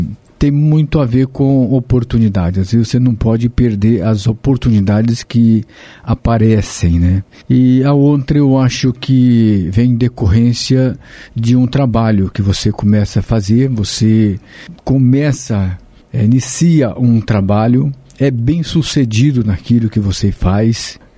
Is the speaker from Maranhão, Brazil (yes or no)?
yes; Maranhão, Brazil; moved away as an adult; now in Apucarana, Brazil; lá eu nasci lá no Maranhão, mas eu vim muito... Eu vim novo, né, em torno de 18 anos, 19 anos, aqui diretamente para o estado do Paraná, me fixei ali na cidade de Apucarana, ali no norte do Paraná.